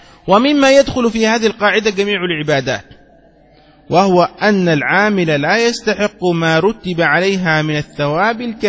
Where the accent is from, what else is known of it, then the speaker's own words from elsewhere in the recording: Egypt; نحن مدينتي وأيضا غالب مصر المصريون هكذا ينطقونها جيم، نقول جمل